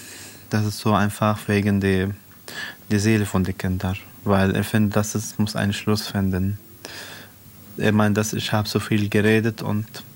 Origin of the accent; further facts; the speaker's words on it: South Governorate, Lebanon; German is a second language; now in Germany; Ich komme aus Südlibanon, aus Libanon. Und ich wohne seit 5 Jahren hier in Deutschland mit meiner Familie, mit meinem Vater, Mutter und 6 Kindern.